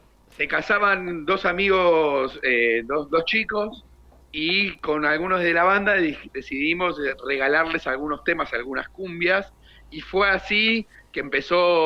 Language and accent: Spanish; Dock Sud, Buenos Aires Province, Argentina; somos precisamente de Dock Sud, una localidad ahí ni bien cruzando La Boca, en el partido de Avellaneda, en la localidad de Dock Sud, donde tenemos nuestra sala de ensayo